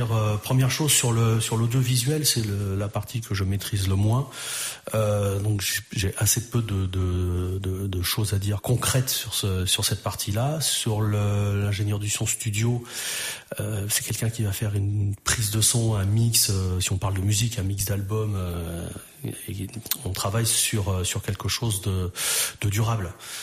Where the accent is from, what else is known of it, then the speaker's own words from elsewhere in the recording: Orléans, Centre-Val de Loire, France; Ma foi, je suis né à Orléans, je suis un gars du coin. J'ai grandi dans la campagne d'Orléans, bercé dans la musique depuis mon plus jeune âge.